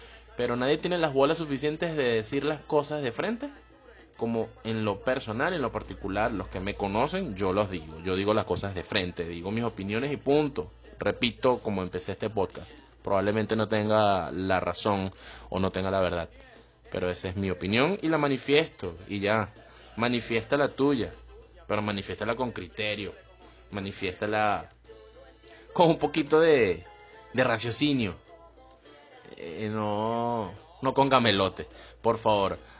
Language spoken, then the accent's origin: Spanish; Venezuela; moved away; me incluyo porque soy venezolano